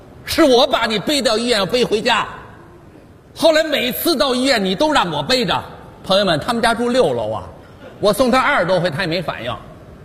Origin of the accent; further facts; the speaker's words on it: Beijing, China; 我们北京人兜里不揣个三千五千的都不敢出门